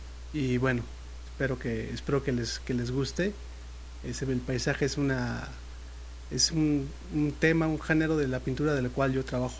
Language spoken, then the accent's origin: Spanish; Mexico City, Mexico; Yo soy de la Ciudad de México.